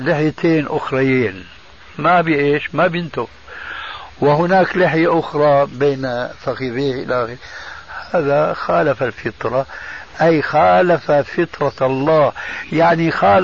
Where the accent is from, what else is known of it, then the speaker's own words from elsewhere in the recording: Syria; عندنا في سوريا إذا مات ميت في بيت